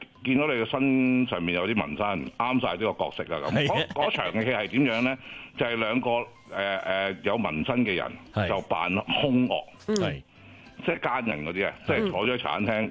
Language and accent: Cantonese; San Francisco, California, United States; 我系嚟自三藩市嘅